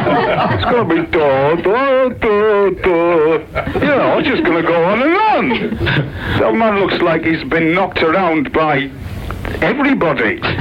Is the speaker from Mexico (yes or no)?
no; North East England, United Kingdom; I'm a Teesside lad.